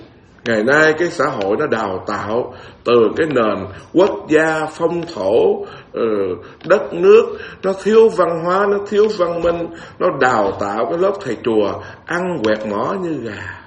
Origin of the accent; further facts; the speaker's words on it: Bến Tre, Vietnam; Tôi là người miền Tây rặt mà, Bến Tre nữa đó.